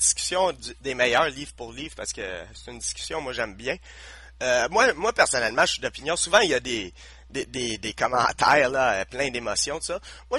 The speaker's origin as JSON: {"language": "French", "region": "Quebec", "country": "Canada", "said": "Oui, il y a le fait que je suis québécois aussi"}